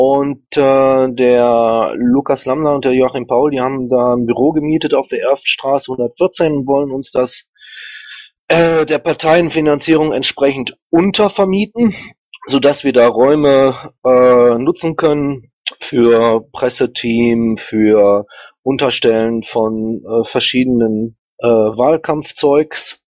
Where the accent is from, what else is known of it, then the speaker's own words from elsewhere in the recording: North Rhine-Westphalia, Germany; Aber ich bin auch aus dem Rhein-Kreis Neuss.